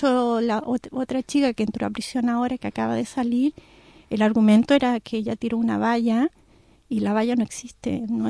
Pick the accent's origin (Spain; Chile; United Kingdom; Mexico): Chile; si tú piensas que somos extranjeros, que somos chilenos